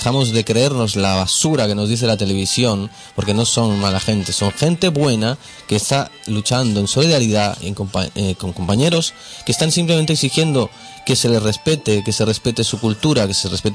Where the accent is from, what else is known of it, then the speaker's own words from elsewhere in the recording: Spain; Y nosotros como españoles o como gente que vive en este estado